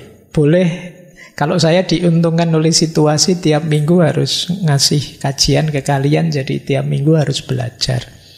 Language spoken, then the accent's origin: Indonesian; Java, Indonesia; Ya kebetulan saya orang Jawa, jadi lebih passion kalau filosofi-filosofi Jawa.